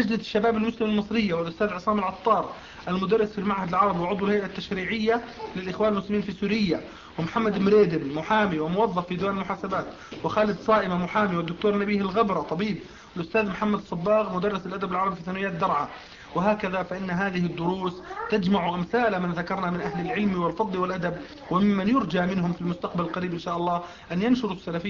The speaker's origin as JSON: {"language": "Arabic", "town": "Riyadh", "region": "Riyadh Province", "country": "Saudi Arabia", "said": "من الرياض."}